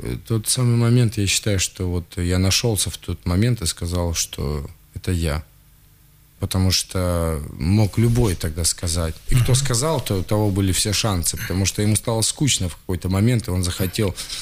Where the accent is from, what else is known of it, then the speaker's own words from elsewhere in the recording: Siberia, Russia; я из Сибири.